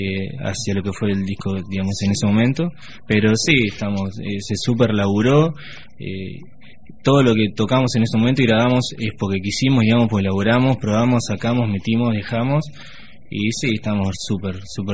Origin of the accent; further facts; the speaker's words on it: La Plata, Buenos Aires Province, Argentina; Somos todos platenses, sí.